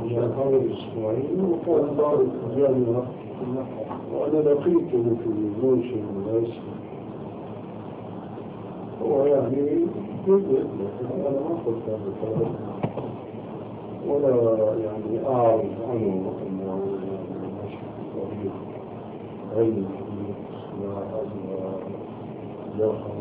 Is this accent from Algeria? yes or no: no; Syria; now in Amman, Jordan; عندنا في عمان وهو أولا ألباني وسوري مثلي